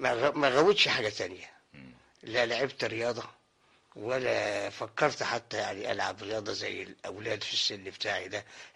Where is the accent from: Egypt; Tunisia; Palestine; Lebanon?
Egypt; Cairo, Cairo Governorate; من مواليد القاهره ومن حي باب الشعريه، والحي ده ليه دخل كبير جدا في تكويني، حتى في تكوين الفن يعني، لانه يعني عاوز اقول انه حي شعبي